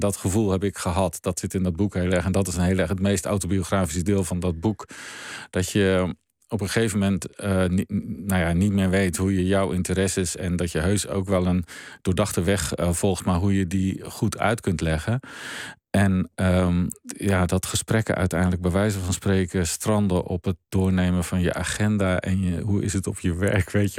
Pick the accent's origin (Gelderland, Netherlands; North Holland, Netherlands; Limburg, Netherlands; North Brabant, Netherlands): Gelderland, Netherlands; Wij woonden in mijn jonge jaren op de Veluwe en dan kon je redelijk snel Duitsland in.